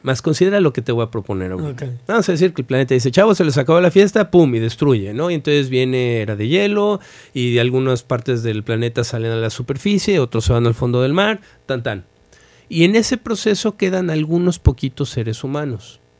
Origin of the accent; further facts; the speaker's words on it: Mexico; Y una de ellas es que estamos bien instalados en la víctima